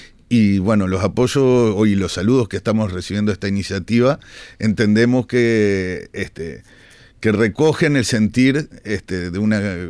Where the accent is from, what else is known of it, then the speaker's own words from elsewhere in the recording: Uruguay; Nosotros somos ciudadanos uruguayos